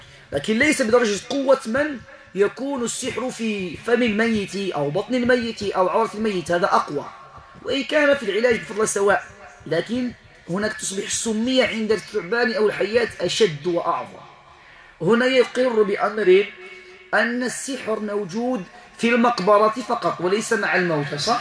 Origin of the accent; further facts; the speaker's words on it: Morocco; وهذا يقع كثيرا عندنا في المغرب